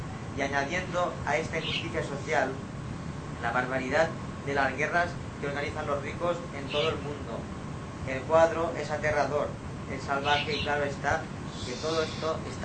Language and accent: Spanish; Spain; Y en España somos los pobres españoles.